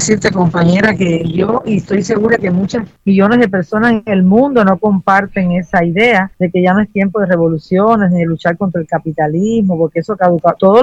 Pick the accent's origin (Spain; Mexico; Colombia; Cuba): Cuba; te lo digo yo que soy cubana y vivo aquí